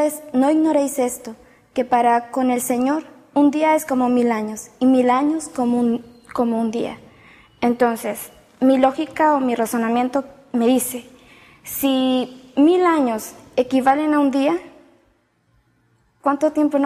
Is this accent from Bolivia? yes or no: no; Veracruz, Mexico; vengo del estado de Veracruz